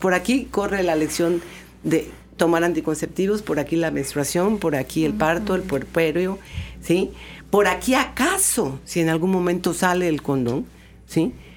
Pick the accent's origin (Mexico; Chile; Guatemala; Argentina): Mexico; Veracruz; Creo que en nuestro estado la sexualidad sigue siendo un tabú, ¿no? Dicen que los veracruzanos somos, y las veracruzanas muy jariosas